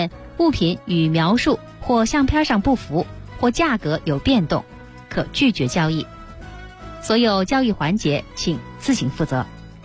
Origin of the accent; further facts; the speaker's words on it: Beijing, China; 身为一个北京人